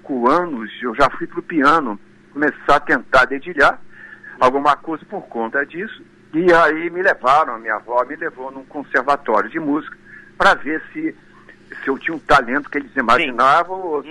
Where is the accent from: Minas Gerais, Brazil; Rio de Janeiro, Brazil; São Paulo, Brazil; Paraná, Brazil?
Rio de Janeiro, Brazil; Mas a minha família toda é do Pará. Eu já sou carioca, mas meus pais são paraenses, tios e tudo